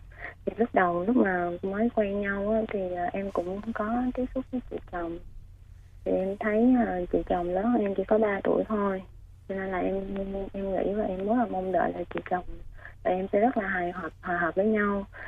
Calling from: Ho Chi Minh City, Vietnam; Dạ, em đang gọi tới từ thành phố Hồ Chí Minh ạ.

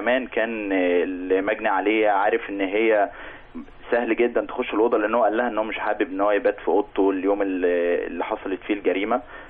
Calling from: Helwan, Cairo Governorate, Egypt; من حلوان.

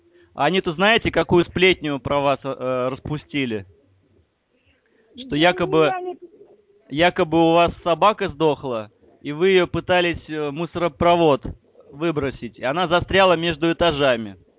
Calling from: Saint Petersburg, Russia; Я из Питера звоню.

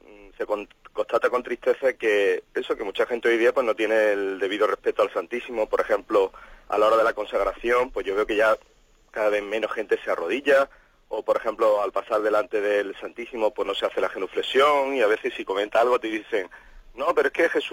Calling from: Málaga, Andalusia, Spain; de Málaga

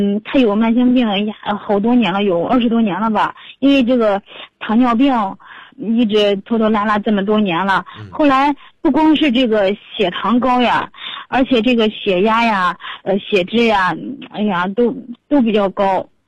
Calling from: Changping, Beijing, China; 我们是昌平南齐家村这边的。

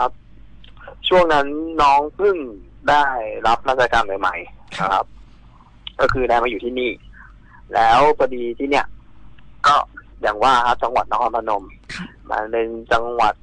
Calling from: Bangkok, Thailand; อยู่กรุงเทพครับ

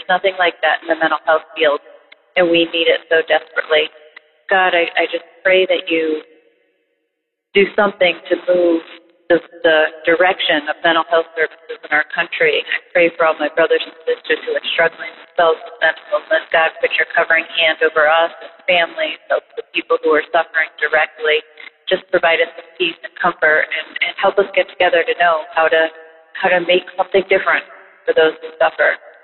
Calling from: Massachusetts, United States; from Massachusetts.

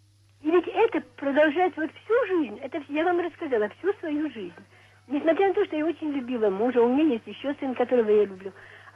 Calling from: Novocherkassk, Rostov Oblast, Russia; Я звоню вам из Новочеркасска.

